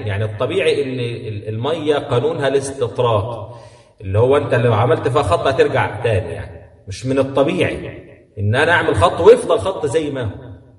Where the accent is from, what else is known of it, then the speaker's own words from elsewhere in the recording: Egypt; لأن احنا عندنا في مصر الحوت ده بيطلق على الحوت الكبير خاصة